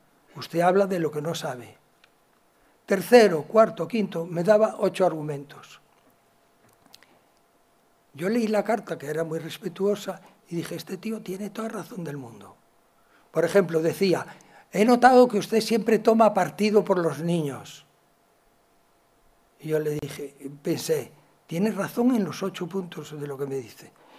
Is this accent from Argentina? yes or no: no; Galicia, Spain; como soy gallego y sé contestar con preguntas